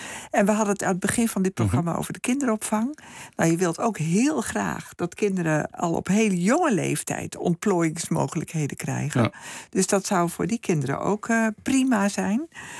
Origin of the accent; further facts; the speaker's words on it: Hoogeveen, Drenthe, Netherlands; ik ben zelf opgegroeid in Hoogveen. Daar was wel een goede middelbare school, Hoogveen in Drenthe.